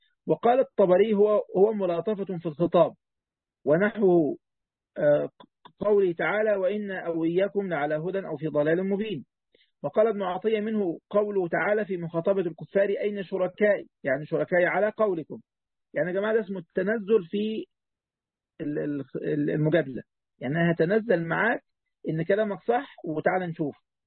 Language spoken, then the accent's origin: Arabic; Egypt